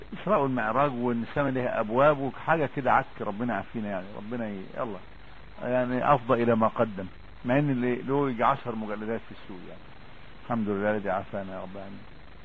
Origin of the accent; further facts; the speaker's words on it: Upper Egypt, Egypt; لا احنا صعيدة يا حاج. لا هو المشكلة في ايه يعني، ان انا صعيدي وهما بورسعيدية.